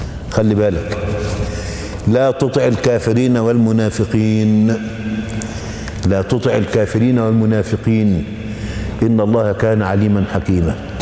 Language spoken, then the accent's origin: Arabic; Egypt; زي اللي عندنا في مصر